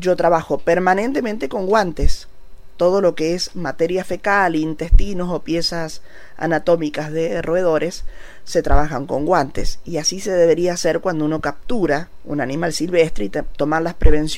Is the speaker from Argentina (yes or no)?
yes; Santa Fe, Argentina; Como soy santafesina, he escrito un poema